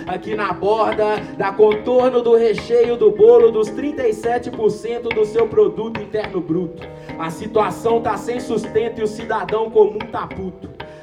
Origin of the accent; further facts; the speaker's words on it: Minas Gerais, Brazil; eu vim de lá, da região do Barreiro, pra cá hoje. Nasci lá, vivi lá a vida inteira.